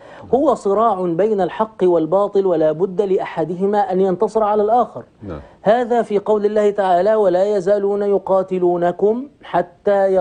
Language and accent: Arabic; Egypt; نحن عندنا في مصر